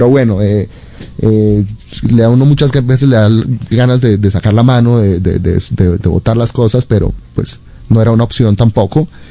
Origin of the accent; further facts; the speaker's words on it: Bogotá, Colombia; now in Israel; Yo tengo muy buenos recuerdos de mi infancia, de mi adolescencia en Bogotá.